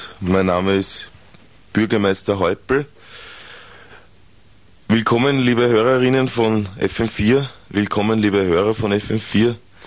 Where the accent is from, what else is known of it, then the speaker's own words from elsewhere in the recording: Austria; wir brauchen uns als Österreicher, als Österreicherinnen, eigentlich brauchen wir uns überhaupt nicht aus dem Land rausbewegen